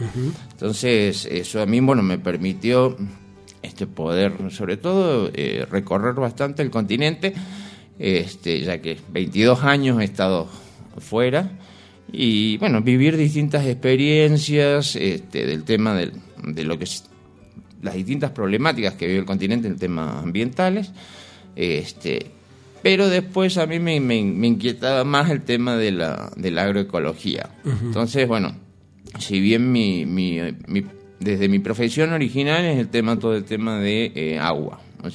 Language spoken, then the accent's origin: Spanish; Córdoba, Argentina; Nosotros originariamente somos de Córdoba. Y bueno, las cosas de la vida también en la historia familiar nos trajo para acá.